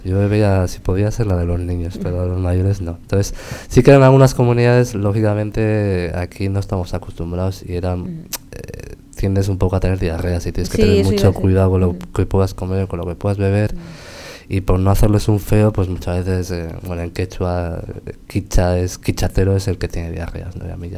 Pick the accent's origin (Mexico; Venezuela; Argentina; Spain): Spain; Basque Country; está constatado en los papeles que somos los primeros vascos en llegar a la catarata